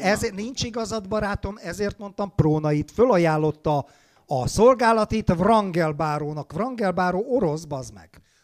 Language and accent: Hungarian; Hungary; Az érdekel, mivel magyar vagyok, hogy milyen szövetséges